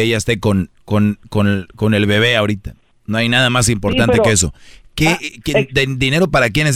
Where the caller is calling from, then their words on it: Guanajuato, Mexico; Soy de Guanajuato, saludos, lo escuchamos aquí en Santana, en la construcción.